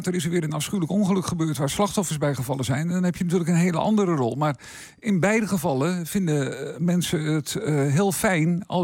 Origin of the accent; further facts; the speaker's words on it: Meerkerk, Utrecht, Netherlands; Ik kom oorspronkelijk uit Meerkerk, ook een van de dorpen in onze gemeente.